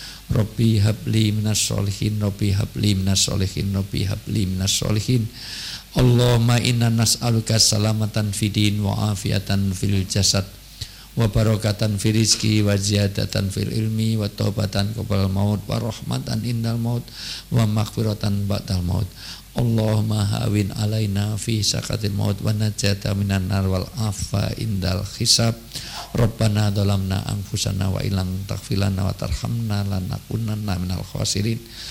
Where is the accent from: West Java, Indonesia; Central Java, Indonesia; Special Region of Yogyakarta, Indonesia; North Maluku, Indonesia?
Special Region of Yogyakarta, Indonesia; Yogyakarta; selaku warga Jogja yang banyak meninggalkan Jogja, banyak di Jakarta, banyak di semuanya